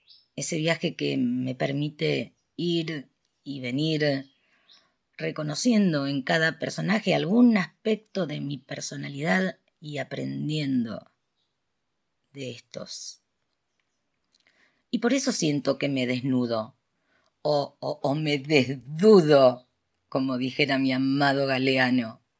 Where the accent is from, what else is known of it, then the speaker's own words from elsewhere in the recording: Rosario, Santa Fe, Argentina; de Rosario, Argentina.